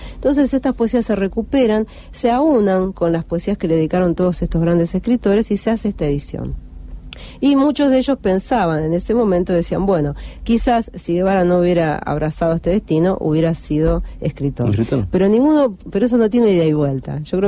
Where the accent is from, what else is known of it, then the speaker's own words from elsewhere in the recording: Argentina; nosotros que somos argentinos, por eso somos medio amargo para estas cosas